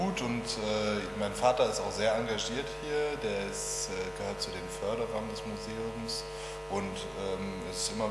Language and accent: German; Hesse, Germany; Nee, bei Wiesbaden. Das ist hier eine Waldregion, der Taunus. Ne? Und da im Taunus gibt es eine Waldsiedlung, in der sind wir groß geworden.